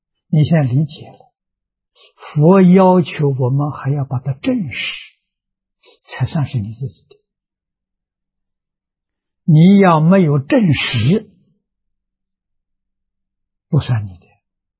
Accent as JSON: {"language": "Chinese", "country": "China", "said": "像我们中国人讲自信本善"}